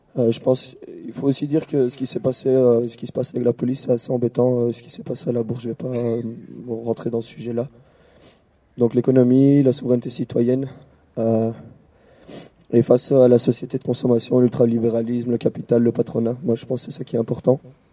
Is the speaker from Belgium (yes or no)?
yes; Liège, Wallonia, Belgium; moi je suis de Liège, je suis pas de Bruxelles, je serai pas là tout le temps.